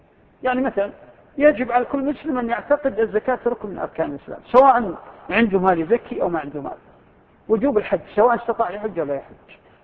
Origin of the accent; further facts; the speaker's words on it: Saudi Arabia; في بلادنا المملكة العربية السعودية أو ما حولها دول الخليج والأردن ونحو ذلك